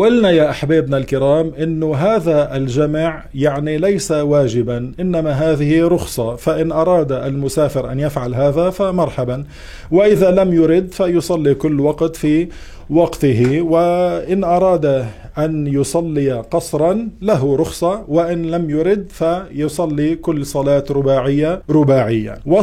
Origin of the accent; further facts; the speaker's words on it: Beirut, Beirut Governorate, Lebanon; now in Montreal, Canada; مثل حالتي، مثلا أنا من بيروت، إذا أنا مستوطن في بيروت